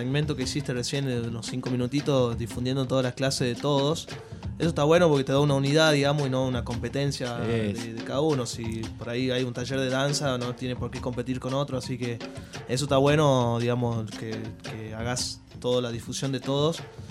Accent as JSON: {"language": "Spanish", "region": "Tucumán", "country": "Argentina", "said": "Yo empecé tocando música académica a los 9 años, 10 años más o menos en Tucumán. Bueno, yo vengo de la provincia de Tucumán."}